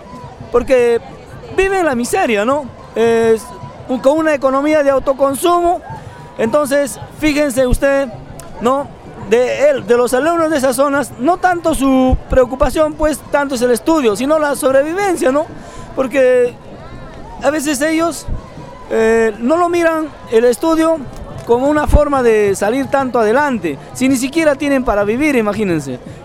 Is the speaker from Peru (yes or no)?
yes; Huancavelica, Peru; Yo vengo de la provincia de Tayacaja, de la región Huancavelica.